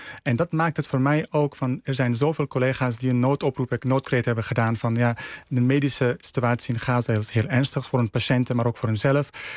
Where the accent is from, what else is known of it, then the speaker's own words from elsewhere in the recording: Netherlands; En wij zijn Nederlanders, wij Nederlandse artsen zijn we.